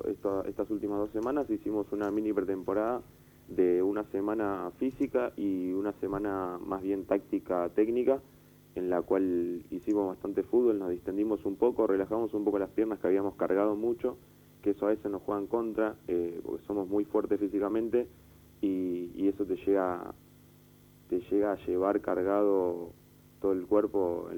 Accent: Barracas, Buenos Aires Province, Argentina; Yo me crié en Barracas, vivo a una cuadra del club

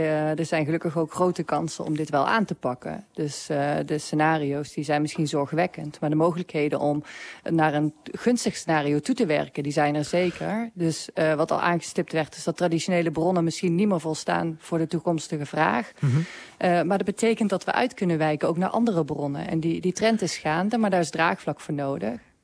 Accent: Gelderland, Netherlands; Ja, ik ben hier van de Veluwe, hè.

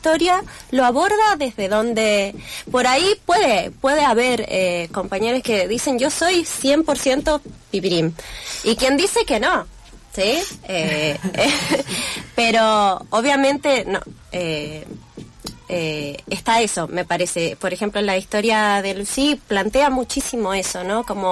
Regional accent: Mexico; born there; estuve 8 años tratando de que me clavaran ahí que había nacido en México

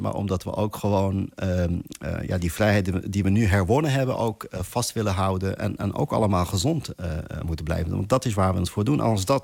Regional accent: Netherlands; ik denk dat we dat ook gewoon als Nederlanders gewoon met z'n allen echt nodig hebben.

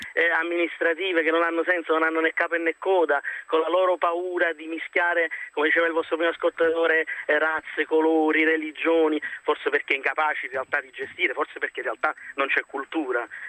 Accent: Naples, Campania, Italy; now in Rome, Italy; chiamo da Roma ma sono napoletano.

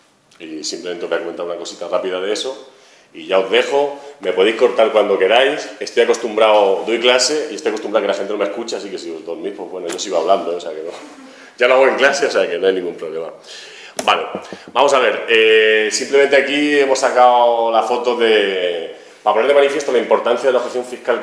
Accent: Albacete, Castilla-La Mancha, Spain; now in Madrid, Spain; bueno, soy de Albacete, pero estoy ahora viviendo en Madrid

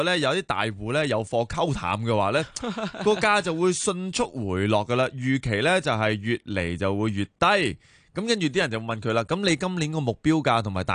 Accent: Hong Kong; 作为一个土生土长嘅香港人咧

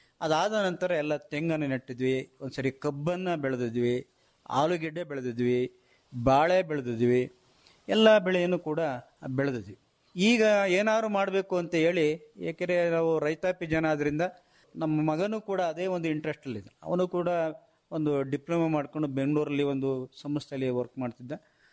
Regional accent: Madihalli, Karnataka, India; sir ನಾವು ಪ್ರಾಥಮಿಕ ಶಾಲೆಯನ್ನು ಮಾದಿಹಳ್ಳಿ ನಮ್ಮೂರಲ್ಲೇ 1-4 ತರಗತಿ

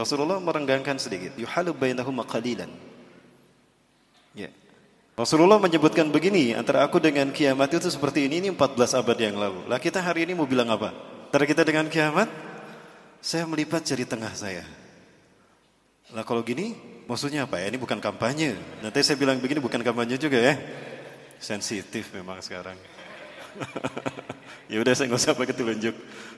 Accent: Bandung, West Java, Indonesia; Saya asli dari Bandung, kelahiran Bandung dan keluarga Bandung Padang ya. Ibu saya dari Bandung, ayah saya putra Padang, Bukit Tinggi, Sungai Buar. Jadi Sunda Padang, Pak.

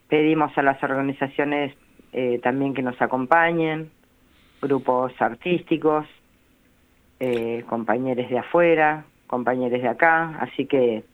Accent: Necochea, Buenos Aires Province, Argentina; Yo soy de Necochea.

